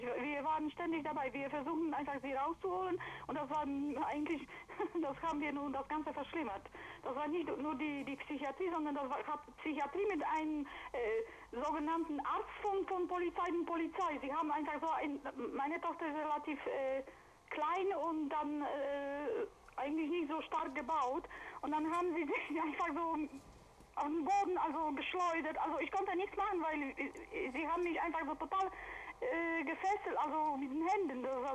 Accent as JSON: {"language": "German", "region": "Silesian Voivodeship", "country": "Poland", "lives_now": "Germany", "said": "wir kommen aus Schlesien"}